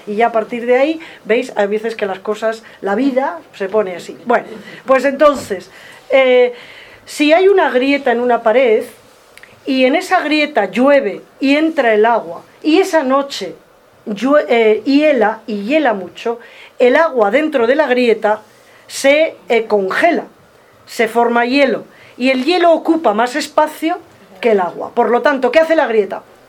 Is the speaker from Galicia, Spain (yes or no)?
no; León, Castile and León, Spain; Bueno, yo soy de León. En León hace mucho frío y hiela mucho, o helaba, ya no sé si hiela.